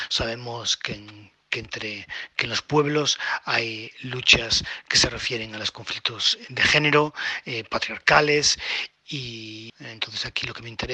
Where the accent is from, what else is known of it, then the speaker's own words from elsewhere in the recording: Galicia, Spain; yo vengo de la periferia de Europa, yo soy gallego, de una de las regiones más pobres de Europa